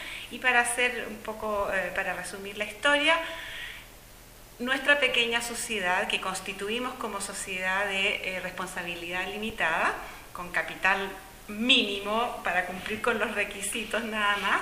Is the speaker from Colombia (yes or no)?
no; Chile; moved away as an adult; vengo de Chile, soy chilena.